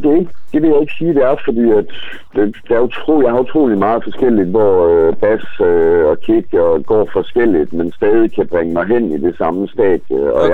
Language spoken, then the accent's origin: Danish; Aarhus, Central Denmark Region, Denmark; Så tænker jeg næsten, at vi skulle følge op med noget fra min hjemby.